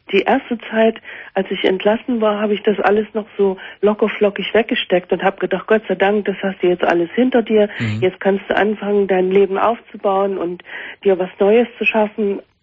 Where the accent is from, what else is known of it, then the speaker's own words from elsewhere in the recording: Leipzig, Saxony, Germany; bin zwar besuchsweise immer mal wieder in der ehemaligen DDR, vor allen Dingen in Leipzig, da in meiner Heimatstadt.